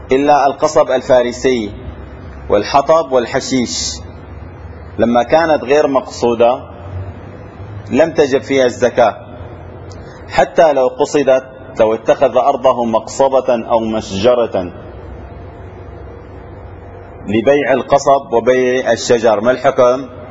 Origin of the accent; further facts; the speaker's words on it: Syria; عندنا في الشام بالعامية شو بيقول له